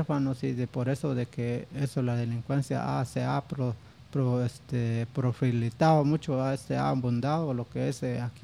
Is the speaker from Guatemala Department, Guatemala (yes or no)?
no; Petén, Guatemala; es un orgullo poder representar a mi pueblo y por qué no decir a Petén